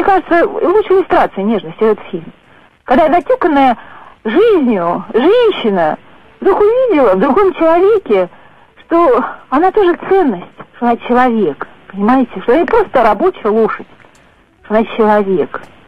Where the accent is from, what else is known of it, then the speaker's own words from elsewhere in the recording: Samara, Samara Oblast, Russia; Я из Самары.